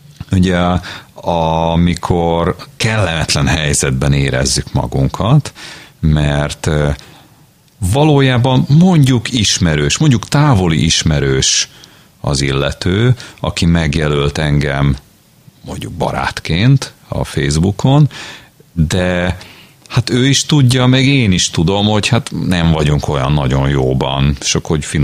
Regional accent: Budapest, Hungary; Én pedig egy nagyvárosban nőttem fel, amelyiket úgy hívnak, hogy Budapest

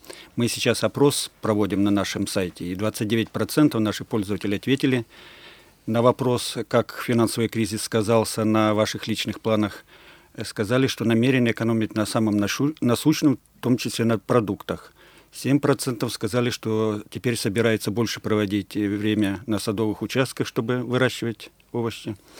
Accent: Zheleznogorsk, Kursk Oblast, Russia; Я из Железногорска, Курской области, маленького города, где зарплата средняя 10 500, и основное население покупает продовольствие в магазинах низких цен.

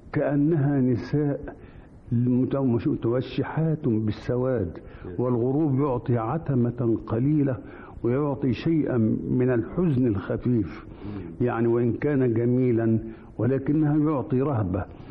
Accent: Damietta, Damietta Governorate, Egypt; وأنا ولدت في دمياط ونشأت بها، فدمياط أول أرض مس جلدي ترابها. موقعها غريب، مدينة دمياط، فهي تقع على البحر والنهر والبحيرة، وفي غربها غابة النخيل

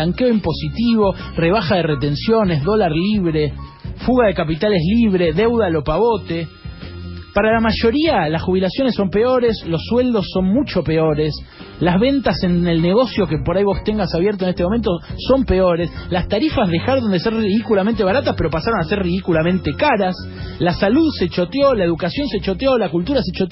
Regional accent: Argentina; terminás como nosotros, como los argentinos, cruzando ríos de mierda.

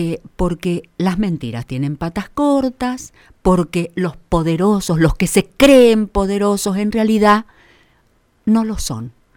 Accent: Mendoza, Argentina; Porque fíjense que nosotros, como mendocinos, hablemos en general, ¿no es cierto?

